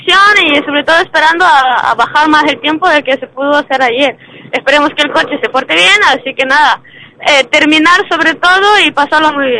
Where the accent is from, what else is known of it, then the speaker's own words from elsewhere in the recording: Ukraine; now in Andalusia, Spain; Yo soy de Ucrania, lo que pasa que ya casi andaluza, ya vivo acá.